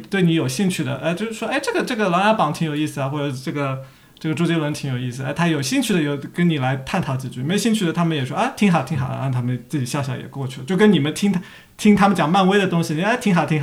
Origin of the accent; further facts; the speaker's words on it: Shanghai, China; moved away as an adult; now in United States; 我在上海生活长大22年我才过来，那我的所有的文化我们都还是中国味